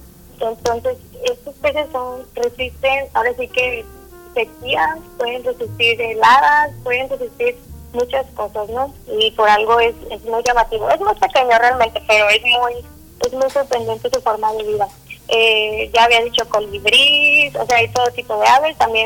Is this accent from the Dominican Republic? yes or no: no; Mexico; y a nosotros como mexicanos nos corresponde ir a apreciarlo